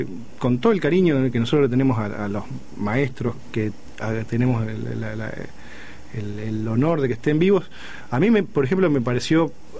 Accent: Ramallo, Buenos Aires Province, Argentina; born there; En Ramallo, es en el lugar donde yo nací

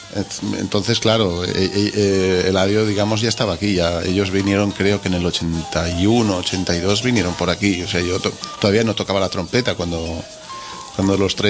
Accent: Sedaví, Valencian Community, Spain; now in Barcelona, Spain; es de Sedaví, es de mi pueblo también

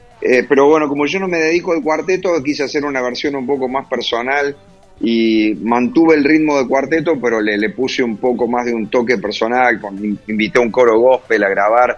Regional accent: Villa María, Córdoba, Argentina; now in Buenos Aires, Argentina; Yo vivo en Buenos Aires, pero soy de Villa María, Córdoba.

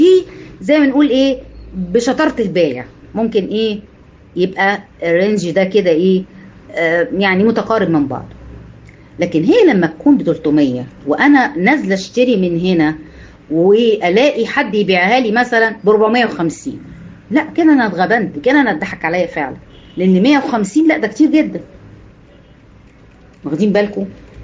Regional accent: Egypt; يعني اللي عندنا في مصر يفهم انا بقول الاماكن

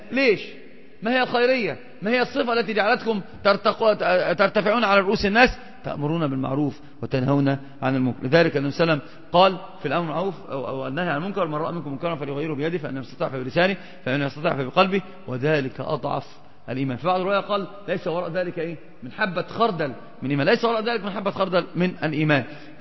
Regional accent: Egypt; عندنا في مصر مثلا يموت الناس وينشغلون جميعا بالصوان

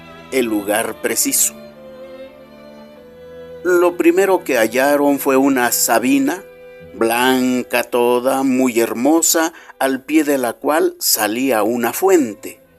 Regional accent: Mexico; quienes hoy somos mexicanos y habitamos este territorio

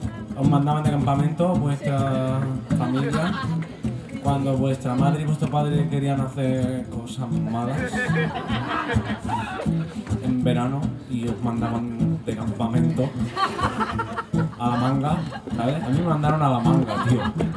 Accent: Madrid, Community of Madrid, Spain; que soy de Madrid

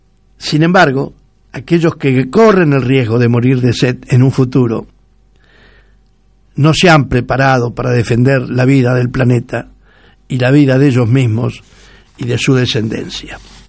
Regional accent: Argentina; Somos argentinos y orgullosos de serlos, y tenemos que defender todo lo nuestro.

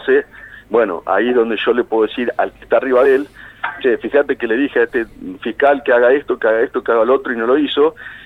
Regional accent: Villarino, Buenos Aires Province, Argentina; born there; now in Bahía Blanca, Argentina; Yo soy abogado, yo vivo en Bahía, pero nací en Villarino y tengo mi familia, tengo mis amigos, tengo muchos clientes de ahí.

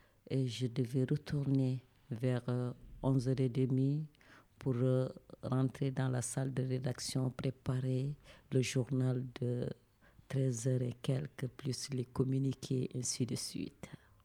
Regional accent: Mauritania; Quoi qu'il puisse arriver, je suis une Mauritanienne, je devais rester jusqu'au le jour qu'on me dira que je ne suis plus Mauritanienne.

